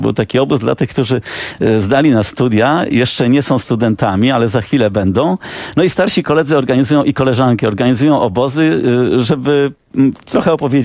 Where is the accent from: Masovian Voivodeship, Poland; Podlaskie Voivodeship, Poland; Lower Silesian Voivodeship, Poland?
Podlaskie Voivodeship, Poland; Łomża; Jako nastolatek, mimo że pochodzę z Łomży, to zdałem egzaminy do liceum matematycznego.